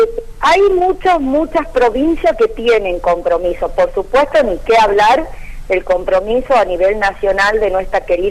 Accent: Argentina; como madre y como ciudadana argentina

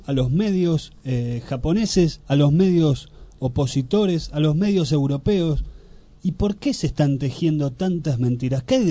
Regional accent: Argentina; nosotros tenemos bastante resentimiento como argentinos en varios países del mundo

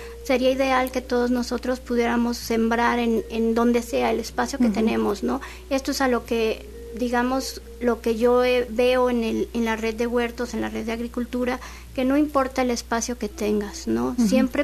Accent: Mexico City, Mexico; moved away as an adult; Yo llegué de la Ciudad de México como diseñadora gráfica.

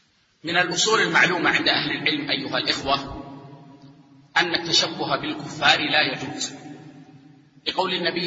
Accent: Saudi Arabia; يعني عندنا في السعودية العادة أن طلاب العلم لا يلبسون العقال

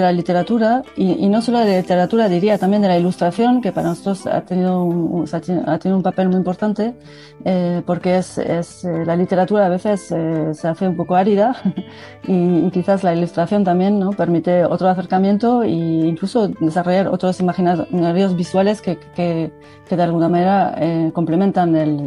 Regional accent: Nouvelle-Aquitaine, France; Spanish is a second language; now in Bilbao, Spain; vivo en Bilbao, soy del País Vasco francés, de ahí mi acento

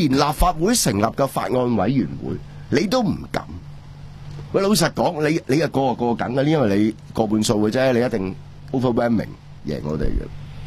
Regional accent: Hong Kong; 我哋香港人

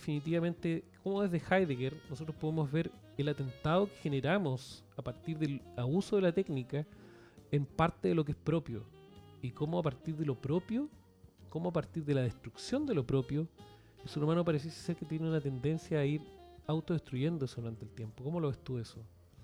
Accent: Chile; Nosotros somos de Chile

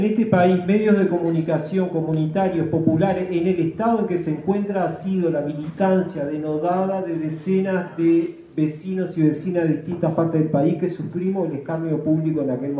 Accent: Uruguay; un documento que ayer decía que éramos orientales y hoy dice que somos uruguayos.

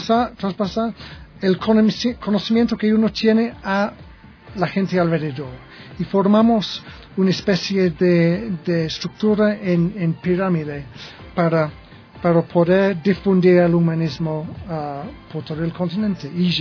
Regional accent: England, United Kingdom; Spanish is a second language; now in Ecuador; soy inglés, yo... Tengo este año 50 años y yo me defino como un humanista

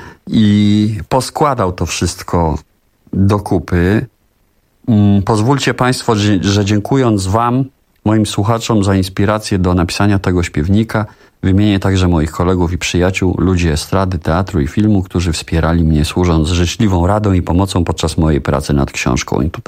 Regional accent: Warsaw, Masovian Voivodeship, Poland; Pochodzę bowiem z warszawskiego Czerniakowa. Wychowałem się w jego atmosferze

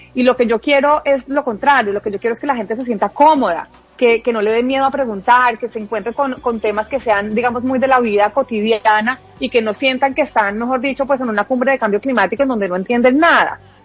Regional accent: Huila, Colombia; now in Bogotá, Colombia; vengo de Huila.

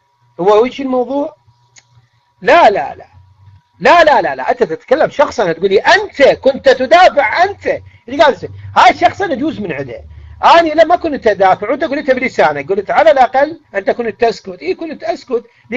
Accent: Iraq; اقول لك لا والله اخي انا مو مصري، انا عراقي

